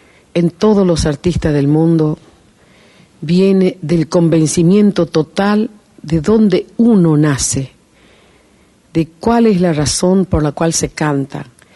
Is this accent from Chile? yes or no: no; Tucumán, Argentina; born there; also born or lived in Mendoza / Uruguay; Para mí Tucumán significó donde yo nací, donde están mis hermanos, donde ha muerto mi papá, donde supongo que descansaré yo finalmente después de tantas giras.